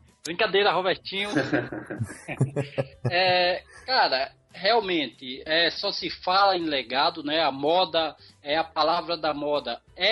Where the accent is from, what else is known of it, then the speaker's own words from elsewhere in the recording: Brazil; Mas eu, como um bom brasileiro, sempre otimista, sempre esperançoso